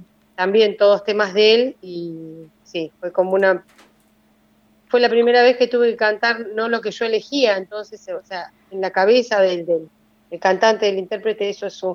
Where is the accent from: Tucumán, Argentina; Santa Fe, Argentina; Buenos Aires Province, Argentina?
Buenos Aires Province, Argentina; La Plata; Sí, soy platense.